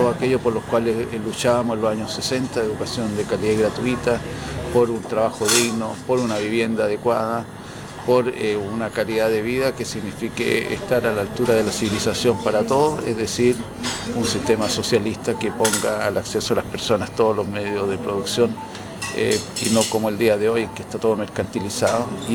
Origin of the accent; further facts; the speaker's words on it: Tocopilla, Antofagasta, Chile; also born or lived in Concepción; Yo soy un tocopillano penquista, aquí me formé políticamente